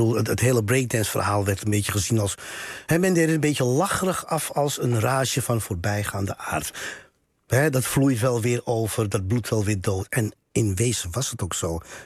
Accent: Netherlands; also born or lived in Paramaribo, Suriname; Kijk, ik ben hier niet geboren, maar wel getogen. Voel ik me Surinaams? Nee, want ik woon daar niet. Ik ben van Surinaamse afkomst, maar ik kan me niet Suriname voelen als ik daar niet woon.

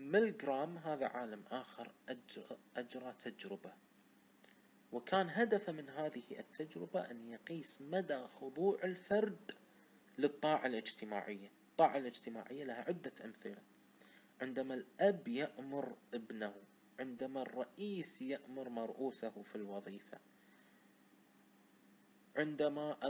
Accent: Kuwait; accent: Kuwaiti; انا بلهجة كويتية بسيطة اشرح

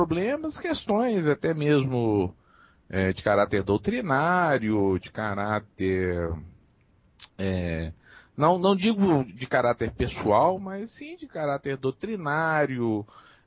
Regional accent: Belo Horizonte, Minas Gerais, Brazil; Eu sou de Minas. Eu sou aqui de Belo Horizonte.

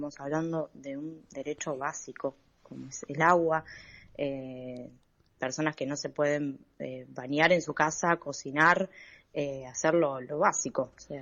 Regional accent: La Boca, Buenos Aires, Argentina; en mi caso, yo soy de La Boca, estuve con problemas de agua, ya no

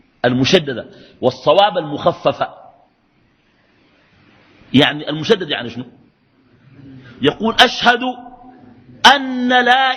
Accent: Sudan; وعندنا في السودان من يفعله ليس للأنبياء

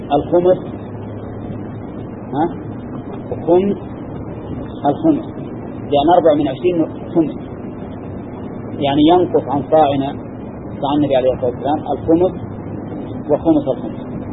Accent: Al-Qassim, Saudi Arabia; أقل من هذا الصاع الموجود عندنا في القصيم

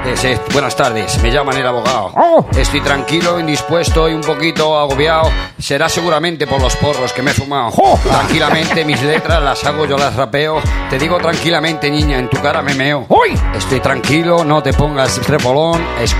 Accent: Madrid, Community of Madrid, Spain; Pues vengo de La Latina.

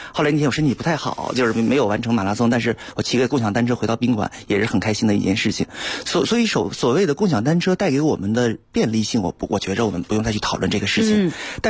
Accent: Beijing, China; 其实我们北京人不太熟悉的另外一个品牌叫哈罗

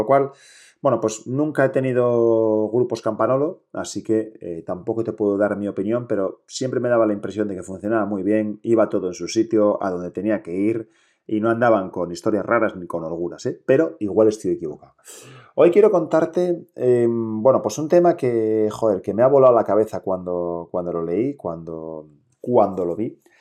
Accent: Asturias, Spain; inglés lo hablo muy mal, lo hablo como, no sé, o sea, regulinchi. Español, bien. Y catalán me defiendo, aunque soy asturiano, y portugués voy ahí.

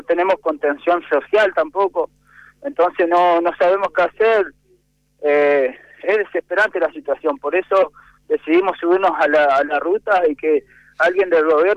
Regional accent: Neuquén, Argentina; a nosotros los neuquinos nos echó todo.

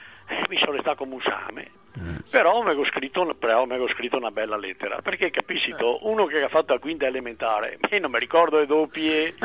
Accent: Veneto, Italy; e mi sono Veneto, scrivo in Veneto

